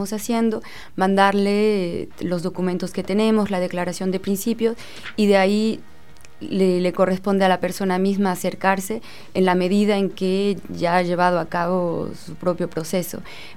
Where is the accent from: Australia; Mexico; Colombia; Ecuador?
Mexico; moved away as an adult; now in France; Yo nací en México, viví en México hasta los 23 años. Actualmente vivo en Francia